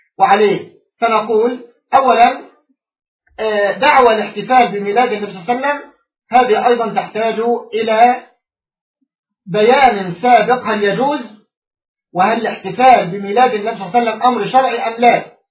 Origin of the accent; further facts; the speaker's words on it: Egypt; حتى يعني عندنا في مصر للأسف الشديد